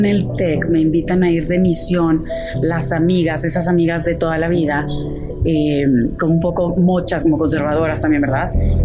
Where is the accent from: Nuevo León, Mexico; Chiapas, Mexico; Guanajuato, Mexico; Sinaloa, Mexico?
Nuevo León, Mexico; San Pedro Garza García; born there; Nací en Monterrey, en el municipio de San Pedro Garza García. Soy la cuarta hija de cuatro.